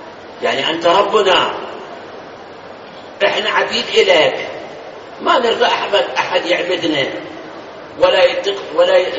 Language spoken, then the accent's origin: Arabic; Iraq; الآن هم اللي هذول يسموهم عندنا بالعراق جماعة الصبة، سامعين الصبة؟ ها؟ بالناصرية موجودين، سوق الشيوخ موجودين